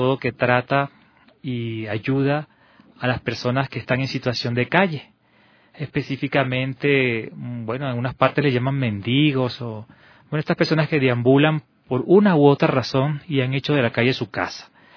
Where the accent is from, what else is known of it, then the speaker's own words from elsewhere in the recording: Venezuela; now in Quito, Ecuador; estoy trabajando allí en el albergue hace 3 meses. Soy venezolano